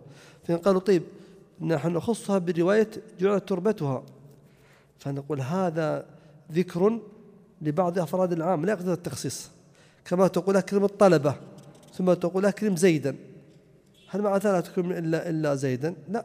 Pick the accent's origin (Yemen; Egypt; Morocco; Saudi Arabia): Saudi Arabia; Najd; ولا يزال الناس عندنا في نجد يقولون مثل هذا